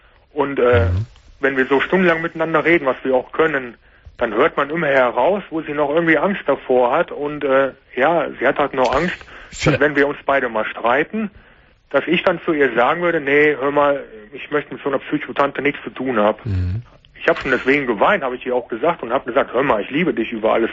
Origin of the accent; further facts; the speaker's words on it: Koblenz, Rhineland-Palatinate, Germany; born there; Geboren bin ich in Koblenz.